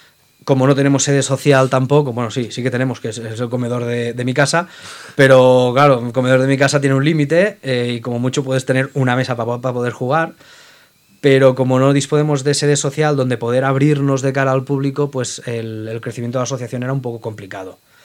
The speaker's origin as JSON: {"language": "Spanish", "town": "Barcelona", "region": "Catalonia", "country": "Spain", "said": "yo me tuve que volver a Barcelona, que es de donde soy."}